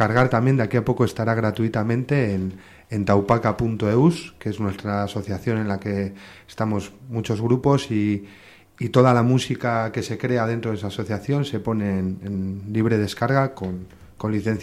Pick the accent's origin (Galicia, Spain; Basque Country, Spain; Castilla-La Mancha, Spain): Basque Country, Spain; Barakaldo; Él se fue y ya los demás componentes somos todos de Baracaldo.